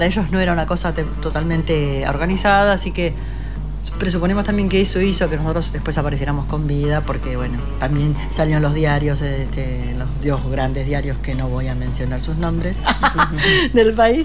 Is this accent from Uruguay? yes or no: yes; Uruguay; yo claro, soy uruguaya